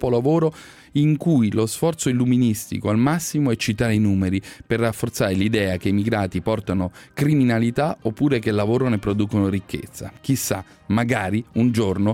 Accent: Kaduna State, Nigeria; moved away as an adult; now in Italy; Ho lasciato il mio paese nel settembre 2013, vengo dallo stato di Kaduma e nella mia città facevo il saldatore. Prima di arrivare in Italia sono stato 3 mesi in Libia, poi sono sbarcato in Sicilia con un gommone nel maggio 2014.

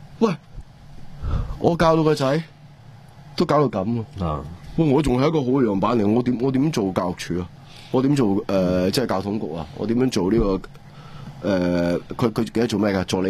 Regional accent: Hong Kong; 我哋香港人

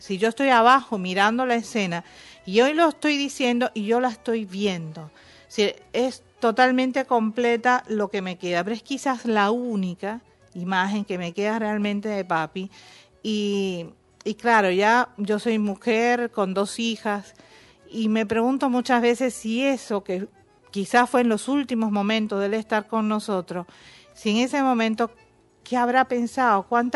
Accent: Cuba; vivimos una infancia, una juventud muy tranquila, muy normal, muy cubana, con las mismas carencias y con las mismas cosas lindas de mi pueblo. Y crecimos así.

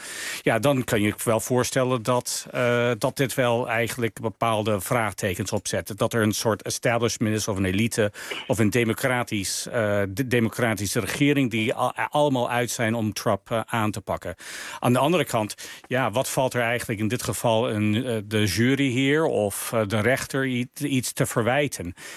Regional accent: United States; Ik zou iets anders willen voor mijn land als Amerikaan dan dat dit gebeurt.

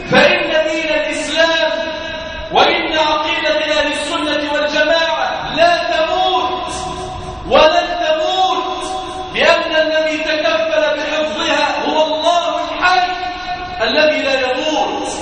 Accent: Damietta, Damietta Governorate, Egypt; اللهم احفظ بلادنا دمياط واجعلها واحة للأمن والأمان

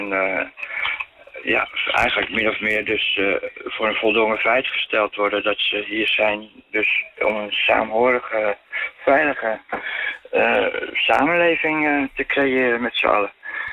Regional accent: Amsterdam, North Holland, Netherlands; als Amsterdammer. Tussen allerlei andere stedelingen natuurlijk, Rotterdam, Den Haag.

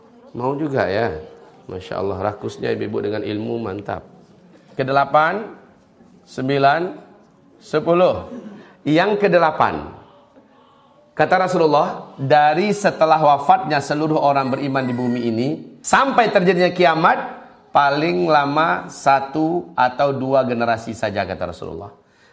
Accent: Padang, West Sumatra, Indonesia; Memang saya orang Padang.

